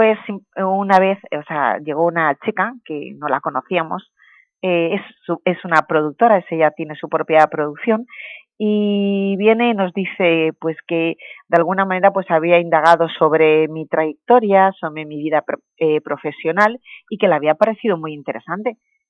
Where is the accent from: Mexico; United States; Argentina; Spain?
Spain; Elche, Valencian Community; te lo tengo en Elche, en el campo de Elche, es una ciudad preciosa, bueno, yo le vendí mi tierra como se la vendo a todo el mundo